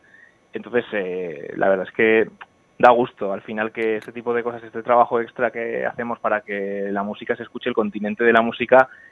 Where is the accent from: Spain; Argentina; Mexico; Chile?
Spain; Zaragoza, Aragon; somos de Zaragoza, pero tocamos casi más fuera de Zaragoza y nuestra comunidad que dentro